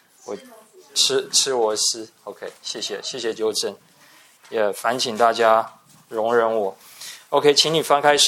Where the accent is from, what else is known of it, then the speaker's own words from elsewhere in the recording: Taiwan; 我们台湾人是很重视姓名的